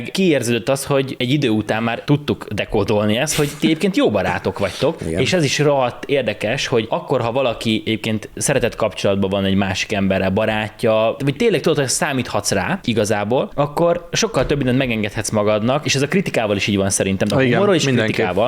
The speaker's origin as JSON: {"language": "Hungarian", "region": "Békés", "country": "Hungary", "tie": "born or raised there", "said": "ahol én voltam békésen, ahol felnőttem, nagyon sok roma származású ember"}